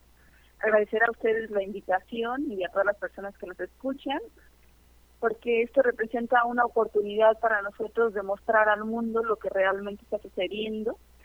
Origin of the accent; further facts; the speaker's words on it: Michoacán, Mexico; Nosotros somos desplazados de un poblado del municipio de Uruapan, Michoacán, una zona aguacatera